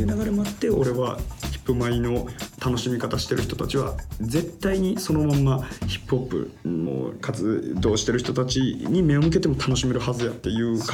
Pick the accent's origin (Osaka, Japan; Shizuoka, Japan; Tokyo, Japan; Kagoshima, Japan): Osaka, Japan; 大阪はですねやっぱりね味が濃いですね、他の土地に比べてって、はい、まあ、これ自分の地元やからそう思うってのもあるかもしれないですけど